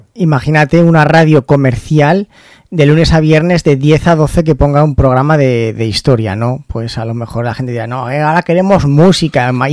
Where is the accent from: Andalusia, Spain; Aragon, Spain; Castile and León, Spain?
Aragon, Spain; Zaragoza; que es de aquí de Zaragoza, de donde soy yo